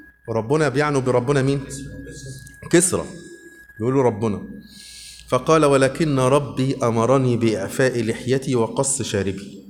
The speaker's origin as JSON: {"language": "Arabic", "region": "Upper Egypt", "country": "Egypt", "lives_now": "Suez, Egypt", "said": "يا جماعة أنا صعيدي على فكرة للأسف صعيدي"}